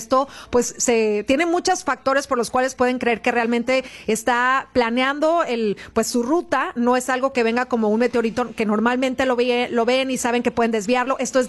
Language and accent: Spanish; Mexico; podremos ayudar como mexicanos, ¿no?